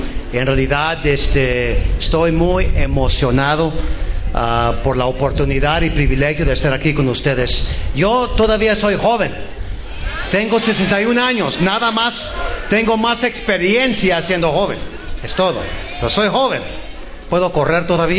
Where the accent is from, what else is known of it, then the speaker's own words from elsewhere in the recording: Texas, United States; siendo hispano, soy mexicano, americano. Nunca tuve el privilegio de nacer en México. Nací en Texas. Soy tejano